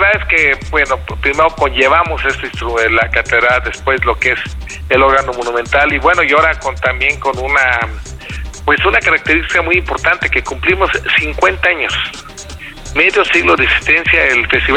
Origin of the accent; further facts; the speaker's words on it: Morelia, Michoacán, Mexico; aunque nosotros somos de Morelia